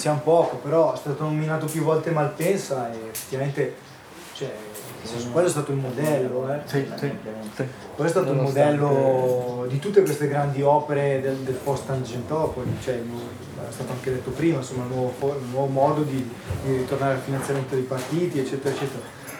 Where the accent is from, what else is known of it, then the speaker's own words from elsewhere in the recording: Lombardy, Italy; io vengo dalla provincia di Varese.